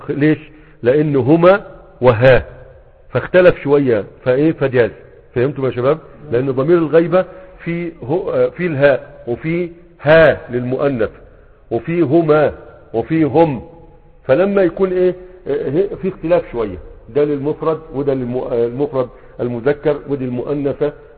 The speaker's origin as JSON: {"language": "Arabic", "country": "Egypt", "said": "يعني عندنا في مصر يقول لك فلان هيجيب لك الكافية"}